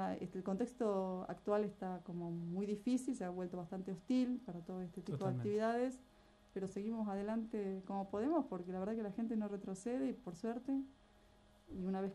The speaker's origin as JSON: {"language": "Spanish", "town": "Golondrinas", "region": "Chubut", "country": "Argentina", "said": "Yo soy de Golondrinas, ella es de Bariloche."}